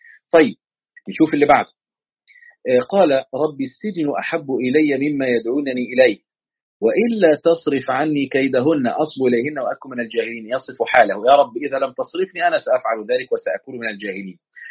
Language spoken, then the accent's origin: Arabic; Egypt; كنت أقول الولي عشان عندنا في مصر بيقول الولي يعني